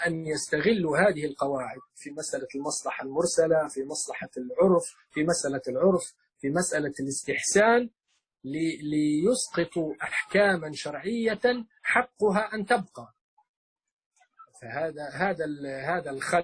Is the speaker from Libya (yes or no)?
yes; Libya; احنا عندنا في ليبيا مثلا الدار تطلق على الغرفة والبيت يطلق على المنزل، فالدار عندنا جزء من البيت